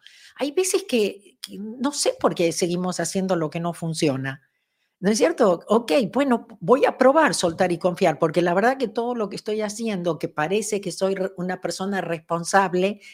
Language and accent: Spanish; Argentina; Yo me acuerdo que cuando era chica en Argentina